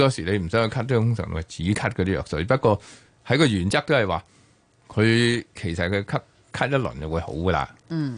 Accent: Hong Kong; 我哋香港人中意快靓正

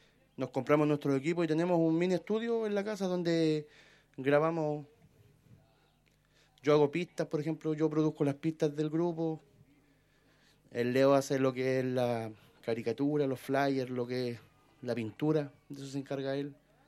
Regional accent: Nueva Imperial, Araucanía, Chile; Nosotros somos de acá de Imperial, ¿cachai? Llevamos años, más de 10 años ya, haciendo música.

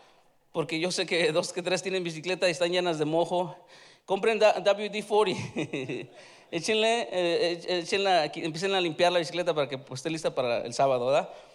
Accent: Mexico; Nosotros, los que somos de México, nos quedamos bien, bien picudos porque tenemos la rosa

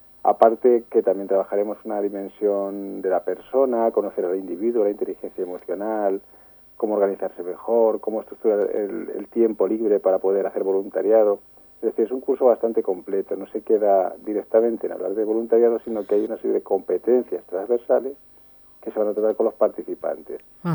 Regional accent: Talavera de la Reina, Castilla-La Mancha, Spain; Y siendo como soy de Talavera, era inevitable pues colaborar

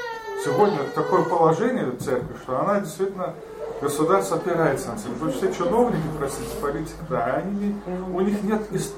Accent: Germany; Просто я вырос в Германии, у меня русский язык такой вот, ну, семейный, и я как-то не получил русскую культуру

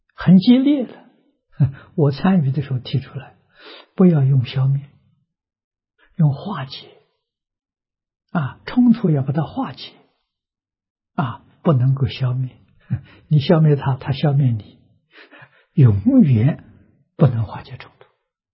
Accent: Anhui, China; 我这个年龄，小时候在农村，啊，农村私塾，我们那个乡下了很特殊，是桐城派的根据地。

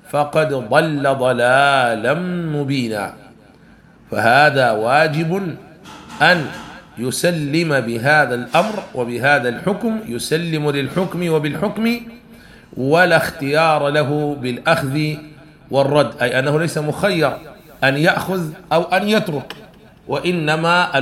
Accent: Sudan; وهذا كان عندنا في السودان قانون الهندي والقانون البريطاني

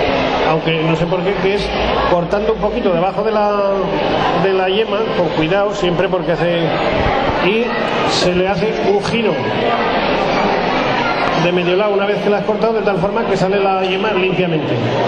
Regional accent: La Almunia de Doña Godina, Aragon, Spain; yo que soy de la Almunia, en pleno Valle del Jalón, estamos a 350 metros de altura

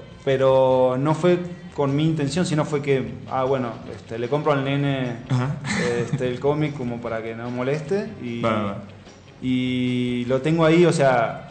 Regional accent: Bahía Blanca, Buenos Aires Province, Argentina; Yo soy de Bahía Blanca

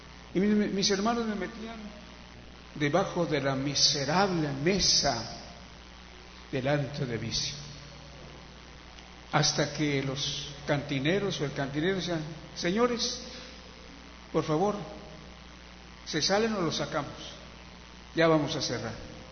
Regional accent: Mexico City, Mexico; also born or lived in Hidalgo; perdido en la Ciudad de México. Aunque no nací en el Distrito Federal, sino en el estado de Hidalgo, pero buscando el bienestar, el pan para vivir humanamente, mis padres arribaron a la Ciudad de México en mayo de 1935.

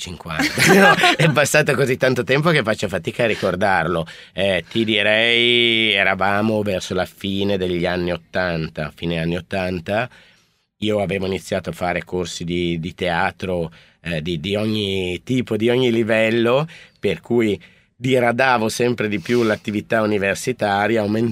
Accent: Alessandria, Piedmont, Italy; born there; io sono nato ad Alessandria, in realtà poi la mia prima volta nasce quando mi trasferisco a Torino, dove studio veterinario

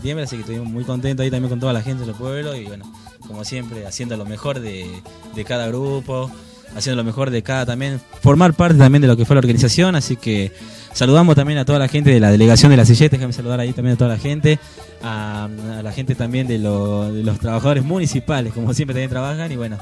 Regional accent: Salta, Argentina; menos yo que soy el único de Salta.

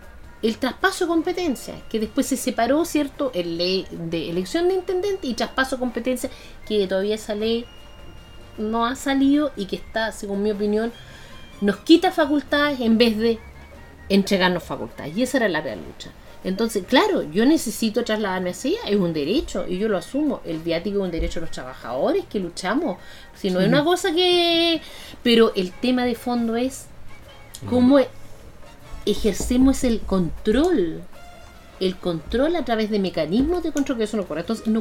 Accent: Germany; yo me crié en el exilio, en Alemania

